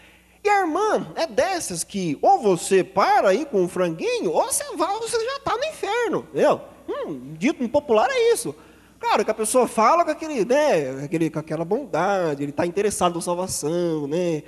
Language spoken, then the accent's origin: Portuguese; Botucatu, São Paulo, Brazil; Eu cheguei numa igreja uma vez lá na minha cidade, no Botucatu